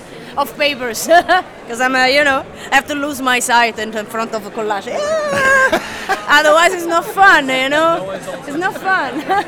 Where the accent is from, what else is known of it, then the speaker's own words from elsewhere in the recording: Rome, Lazio, Italy; I'm from Rome.